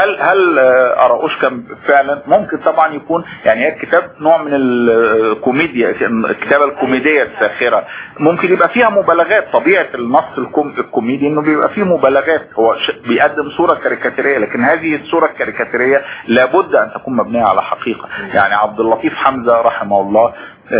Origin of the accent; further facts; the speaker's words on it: Egypt; استمر موجود في وجداننا كمصريين عبر التاريخ الطويل